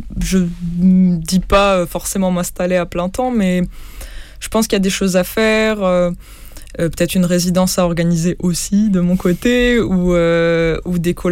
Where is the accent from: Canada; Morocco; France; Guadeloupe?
Morocco